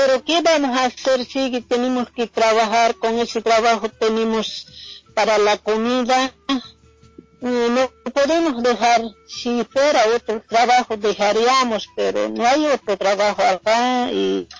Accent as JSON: {"language": "Spanish", "country": "Bolivia", "moved": "as an adult", "lives_now": "Argentina", "said": "nosotros no somos de acá, somos de Bolivia, pero primeramente mi esposo siempre sabía venir a trabajar acá a Argentina"}